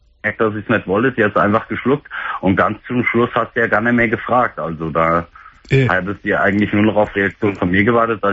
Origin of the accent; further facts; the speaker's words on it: Fulda, Hesse, Germany; komm nach Fulda, also da, wo ich herkomme